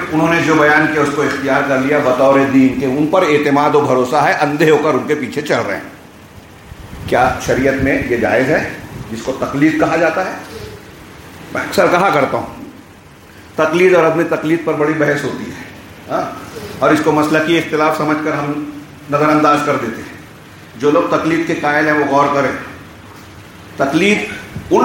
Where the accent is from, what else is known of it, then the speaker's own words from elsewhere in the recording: India; born there; ہم ہندوستان میں پیدا ہوئے، ہندوستانی ماں باپ نے جو لباس پہنایا ہم وہی پہن رہے ہیں